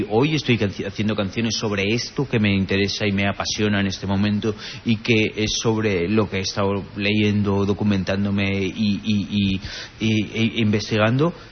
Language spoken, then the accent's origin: Spanish; Zaragoza, Aragon, Spain; now in Los Angeles, United States; Yo quizás soy más zaragozano en Los Ángeles que cuando viví en mi ciudad.